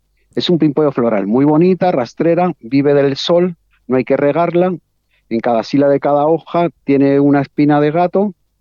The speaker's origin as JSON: {"language": "Spanish", "country": "Spain", "moved": "as an adult", "lives_now": "Mendoza, Argentina", "said": "yo soy español, nosotros en Europa ya consumíamos, allí se llama bio, ya consumíamos bio. Entonces, cuando llegamos acá a Mendoza, que llegamos ahí en el 2009"}